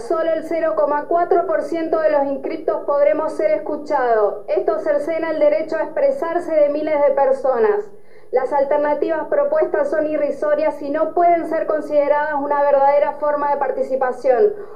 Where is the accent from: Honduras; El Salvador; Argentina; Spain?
Argentina; Mendoza; vengo de la provincia de Mendoza.